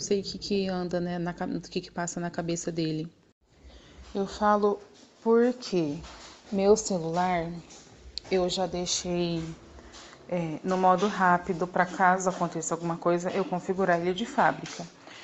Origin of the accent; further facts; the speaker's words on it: Minas Gerais, Brazil; moved away as an adult; Eu vim de Minas e lá em Minas, eu deixei meu filho, eu deixei minha família, eu deixei tudo lá em Minas, né?